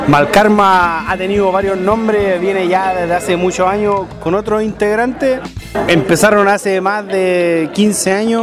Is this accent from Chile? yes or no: yes; Tocopilla, Antofagasta, Chile; now in Iquique, Chile; venimos de Tocopilla, de la tierra de Alexi